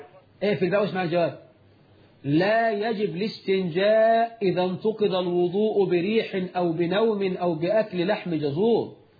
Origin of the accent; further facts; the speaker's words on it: Egypt; رش الميه عندنا في مصر عاده